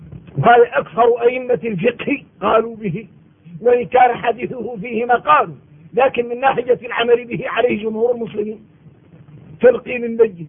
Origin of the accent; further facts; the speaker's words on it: Mauritania; من احنا موريتاني